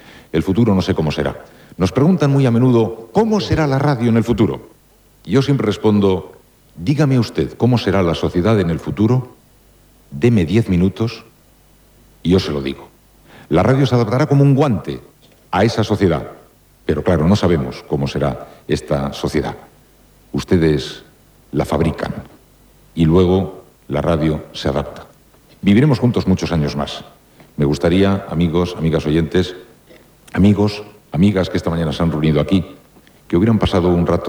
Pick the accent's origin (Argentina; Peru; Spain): Spain; San Sebastián, Basque Country; yo soy de San Sebastián, ¿saben?